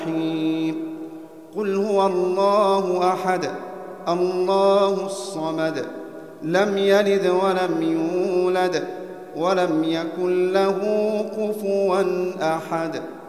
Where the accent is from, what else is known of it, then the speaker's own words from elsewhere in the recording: Egypt; اللهم احفظ بلدنا مصر